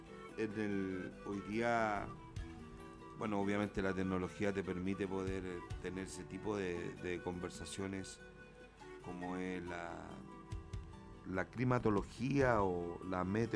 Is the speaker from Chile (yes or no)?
yes; Chile; Bueno, somos chilenos, ahora vamos a arreglar las cosas, ¿cierto?